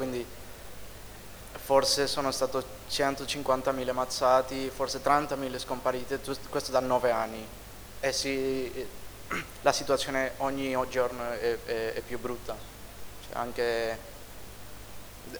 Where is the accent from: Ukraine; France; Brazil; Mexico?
Mexico; Italian is a second language; now in Bologna, Italy; io vengo dal Messico, adesso sto studiando in Bologna